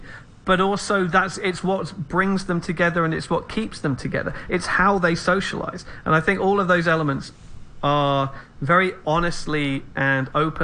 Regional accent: England, United Kingdom; I think that you're an Englishman, I'm an Englishman, and I think there is a European sensibility or attitude towards drinking

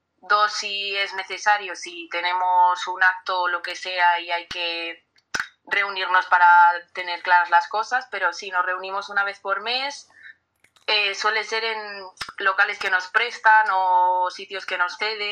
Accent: Valladolid, Castile and León, Spain; Pues somos un colectivo juvenil, somos de Valladolid.

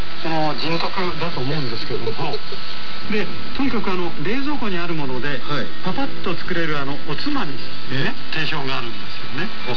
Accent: Sakhalin Oblast, Russia; あの料理の原点は生まれ育った樺太で覚えた料理が多いんですよね。

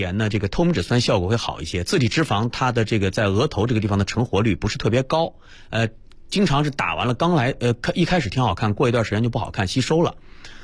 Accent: Northeast China, China; 白磊你也是东北人，我也是东北人啊。

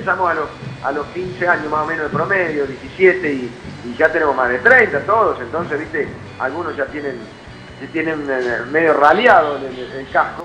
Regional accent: Córdoba, Argentina; nosotros somos de aquí de Córdoba y el cuarteto lo escuchamos desde el comienzo, cuando vas a una fiesta de 15 acá

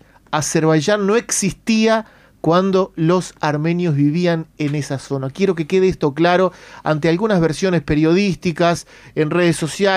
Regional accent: Uruguay; como comunicador, como uruguayo de origen armenio

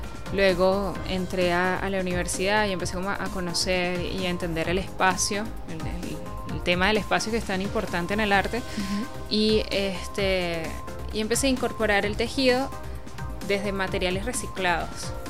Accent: Caracas, Capital District, Venezuela; also born or lived in Cumaná; Yo soy de Cumaná. Yo nací en el estado Sucre y llego a Caracas como a los 3 años, 3, 4 años.

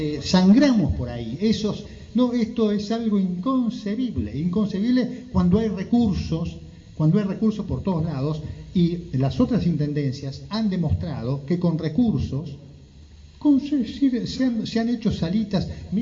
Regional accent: Moreno, Buenos Aires Province, Argentina; Yo soy de Moreno, este territorio es mío, esta tierra es mía, yo estoy anclado, tengo raíces en esta tierra. Yo soy de Cuartel Quinto, pero cualquier barrio es mi barrio.

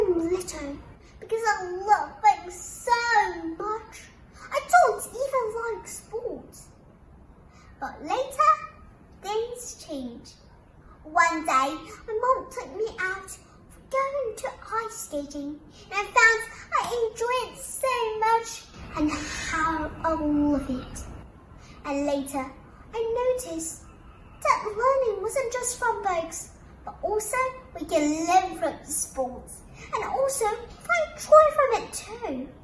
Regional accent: Chengdu, Sichuan, China; English is a second language; from Chengdu, the China's hometown.

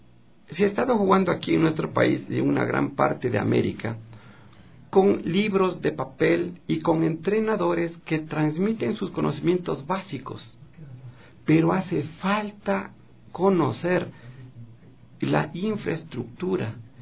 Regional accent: Ecuador; soy el único ecuatoriano con un puntaje tan alto

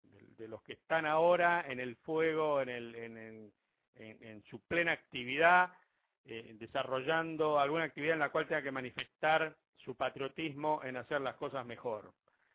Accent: Argentina; ¿Qué ley me defiende a mí? ¿Hay alguna ley que me defienda a mí o toda la ley lo defiende solo a los demás? Es un tema que algún día los argentinos lo tendremos que tratar, ¿no es cierto?

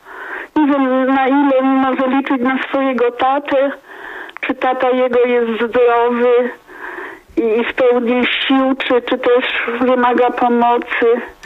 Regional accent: Zielona Góra, Lubusz Voivodeship, Poland; jestem z Zielonej Góry.

